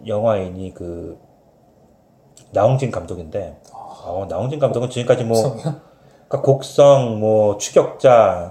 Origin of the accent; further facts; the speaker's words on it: South Korea; 내가 한국 사람이지만